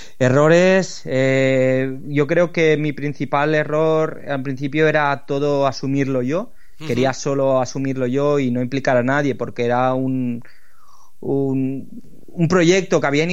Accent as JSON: {"language": "Spanish", "town": "Lleida", "region": "Catalonia", "country": "Spain", "said": "no conozco a nadie de Madrid, yo soy de Lleida"}